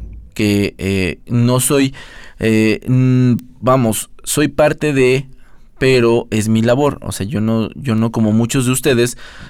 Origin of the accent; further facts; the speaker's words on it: Mexico; born there; Estoy comprobando que soy un mexicano, que nací en México y tengo mi acta de nacimiento.